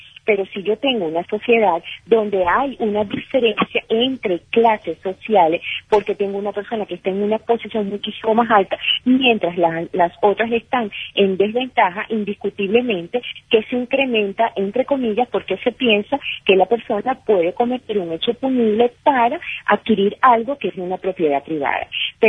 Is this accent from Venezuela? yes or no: yes; Venezuela; como nosotros venezolanos sabemos y queremos vivir en paz